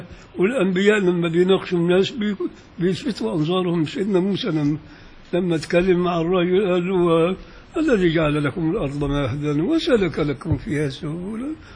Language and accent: Arabic; Upper Egypt, Egypt; عندنا في الصعيد ما يصحش أبدا تقدم في العزة إلا القهوة السادة.